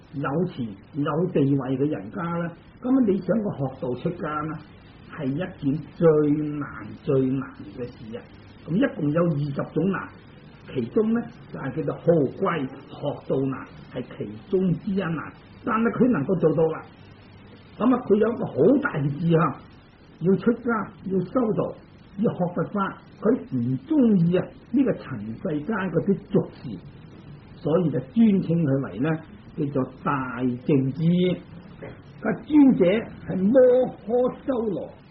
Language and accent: Cantonese; China; 但我哋中国人喜欢简略啊